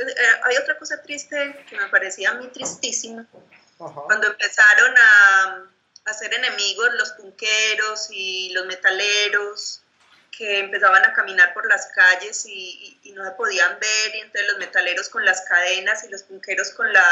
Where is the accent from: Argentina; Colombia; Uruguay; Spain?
Colombia; Girardot, Cundinamarca; de los que murieron pues del barrio que yo crecí pues en Girardot.